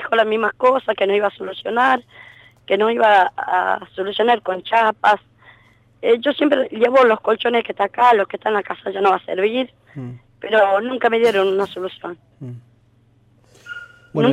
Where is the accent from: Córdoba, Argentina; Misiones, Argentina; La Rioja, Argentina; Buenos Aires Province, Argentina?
Misiones, Argentina; moved away; 2 años que vine de Misiones. Me hice los papeles, cambio de domicilio.